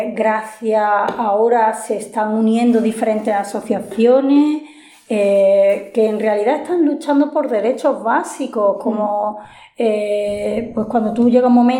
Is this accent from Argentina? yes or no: no; Spain; española, me genera mucha rabia, pero sobre todo me genera muchísima vergüenza.